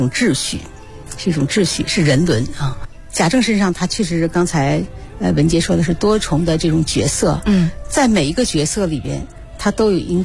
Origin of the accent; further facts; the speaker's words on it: China; 我们中国人嘛，就是还是要讲究孝道的哈。